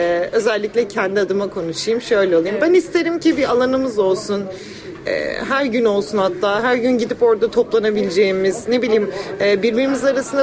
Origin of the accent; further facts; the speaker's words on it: Büyükada, Istanbul, Turkey; 23 yaşındayım, doğma büyüme Büyükadalıyım. Buradan bir Büyükadalı genç olarak seslenmek istiyorum.